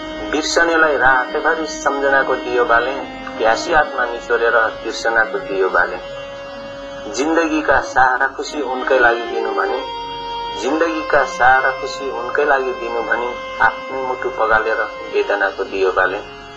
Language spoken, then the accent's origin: Nepali; Koshi Province, Nepal; now in United Kingdom; म नेपालमा नेपालको पूर्वीय क्षेत्र जुन मेरो पुर्ख्यौली जिल्ला ताप्लेजुङ हो, त्यसपछिका मेरा स्थायी ठेगाना सुनसरी जिल्ला मिटरी हो। र हाल म यो बेलायतमा आफ्नो प्रवासी जीवन म व्यतीत गरिरहेको छु।